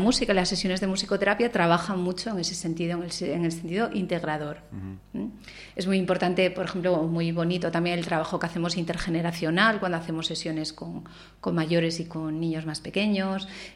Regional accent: Gijón, Asturias, Spain; yo, por la vida, pues yo me volví a Gijón, que es de donde yo soy

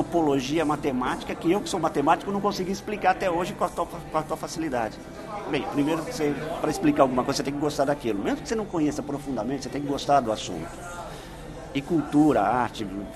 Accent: São Paulo, Brazil; nasci e fui criado aqui em São Paulo, tá, pessoal? Só para saber. Então, minha vida foi aqui. Sou um urbanoide. Desse lado. A família toda do interior, então eu sempre ia pro interior. Então, eu sou caipira, urbanoide.

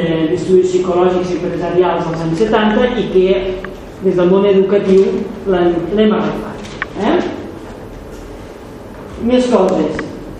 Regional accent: Barcelona, Catalonia, Spain; A Barcelona, la gent que som de Barcelona té un problema

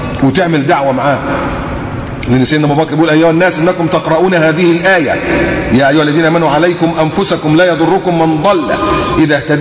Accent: Egypt; ما تعملي زي اللي كانوا قاعدين في عندنا في مصر

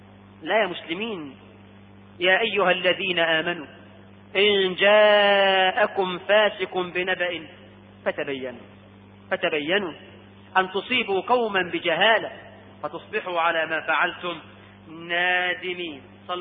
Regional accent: Egypt; تصدق ان احنا عندنا في مصر ناس بتكذب وتاخد على الكذب فلوس

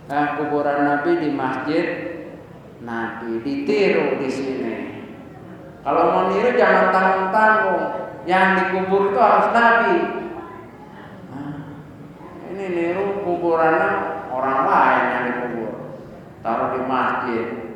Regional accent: Jakarta, Indonesia; Saya lahir di Bendungan Hilir, besar di Karetengsin, ngambil dulu dari Tanah Abang.

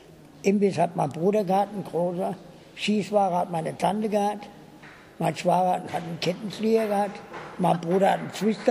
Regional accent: Wiesbaden, Hesse, Germany; bin ich ja hier in Wiesbaden groß geworden.

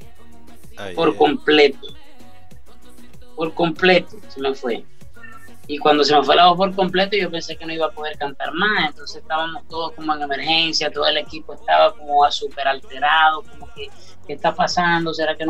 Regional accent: Venezuela; Entonces me aboqué a la labor social en mi país, Venezuela

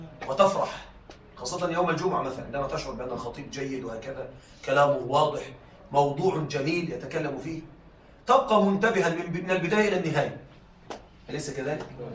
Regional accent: Egypt; عندنا في مصر يقولون الرسالة تفهم من العنوان

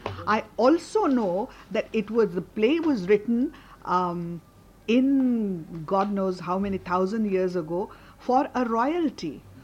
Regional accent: India; when I went there as an Indian, it took me marathon effort to drain myself of my association

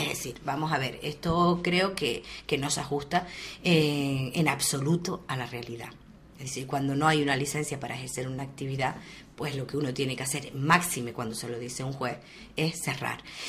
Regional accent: Uga, Canary Islands, Spain; nosotros somos del pueblo de Uga

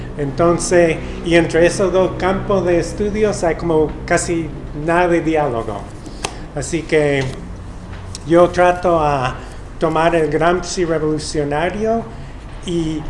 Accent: Wisconsin, United States; Spanish is a second language; mi abuelo maternal trabajaba toda su vida en las fábricas en mi pueblo, en el estado de Wisconsin

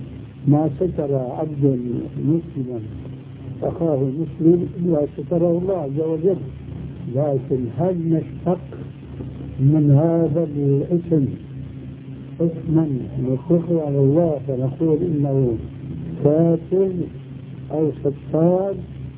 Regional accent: Syria; وكلها لا تجوز عندنا في سوريا

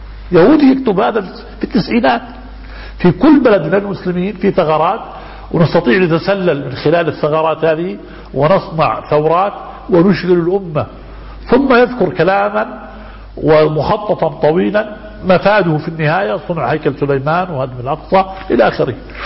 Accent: Egypt; now in Jordan; نحن أخوة من مصر نعيش في الأردن منذ زمن،

